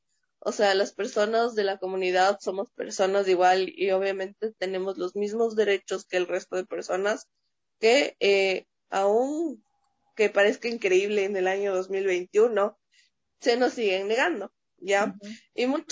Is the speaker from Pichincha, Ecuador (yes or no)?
yes; Quito, Pichincha, Ecuador; now in Ibarra, Ecuador; La verdad soy de Quito. Ya. Las situaciones de la vida me pusieron a vivir acá en Ibarra.